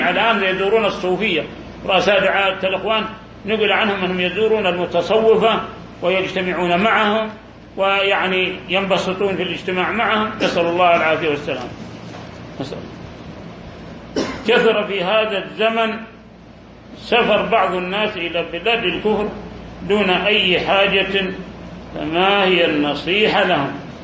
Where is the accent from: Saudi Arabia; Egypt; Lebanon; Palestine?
Saudi Arabia; في بلادنا المملكة العربية السعودية